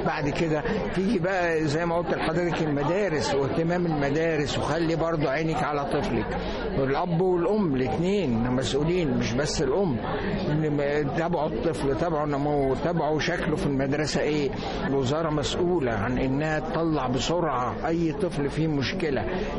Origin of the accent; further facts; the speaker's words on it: Egypt; دي مش موجوده عندنا في مصر